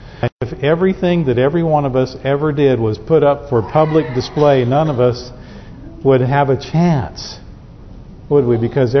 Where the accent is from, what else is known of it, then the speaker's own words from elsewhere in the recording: Southern United States, United States; I know I'm a Southerner. I come from a Southern family.